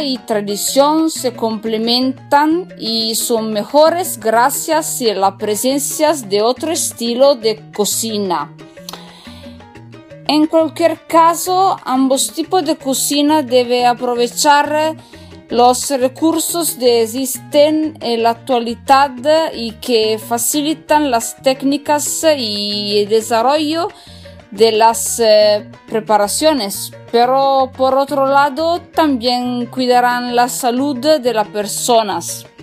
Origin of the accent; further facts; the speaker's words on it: northern Italy, Italy; Spanish is a second language; yo soy italiana del norte de Italia, estudio español da sola y perdonadme si voy a hacer un poco de mala pronunciación